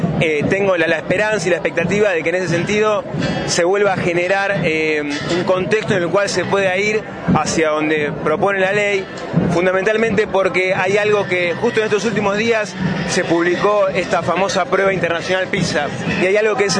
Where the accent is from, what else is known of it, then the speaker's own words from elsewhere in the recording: Bariloche, Río Negro, Argentina; soy de acá de Bariloche, vivo en el kilómetro 5.